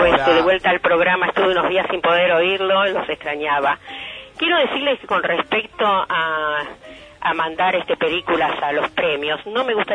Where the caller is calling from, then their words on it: Mar del Plata, Buenos Aires Province, Argentina; de Mar del Plata.